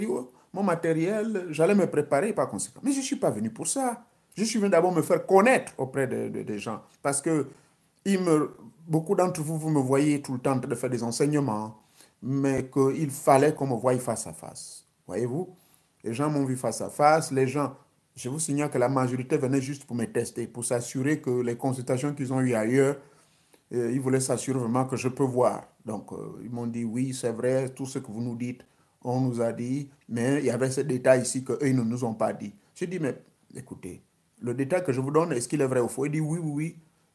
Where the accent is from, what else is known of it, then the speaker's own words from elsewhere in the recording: Gabon; moi, je suis du Gabon.